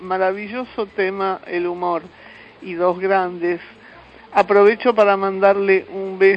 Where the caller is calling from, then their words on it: Buenos Aires, Argentina; de Villa Crespo. Cariños a todos.